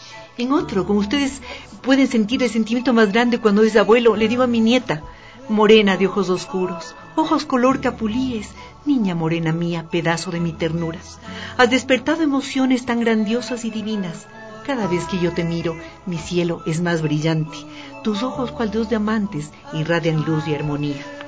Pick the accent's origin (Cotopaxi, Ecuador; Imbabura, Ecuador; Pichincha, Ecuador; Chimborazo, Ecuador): Chimborazo, Ecuador; Riobamba; born there; compartir con mi ciudad de Riobamba, porque soy nacida en Riobamba